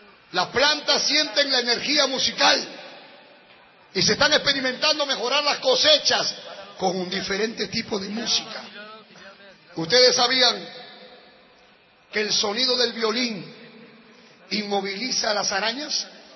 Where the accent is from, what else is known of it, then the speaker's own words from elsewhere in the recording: Lima, Peru; born there; Hermanos, yo soy peruano, como usted, como cualquier hermano que está acá. Yo nací en Lima y quise prosperar y quise salir adelante.